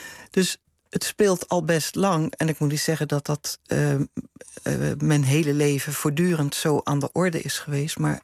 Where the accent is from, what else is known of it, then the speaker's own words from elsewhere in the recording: Rotterdam, South Holland, Netherlands; Ik kom uit Rotterdam.